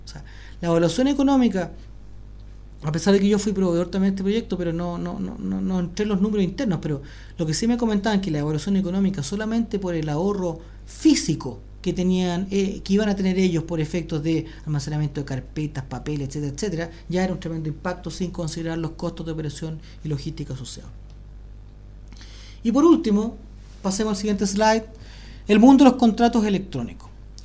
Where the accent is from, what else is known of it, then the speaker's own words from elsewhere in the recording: Chile; A ver, en Chile, en mi país, nosotros tenemos una característica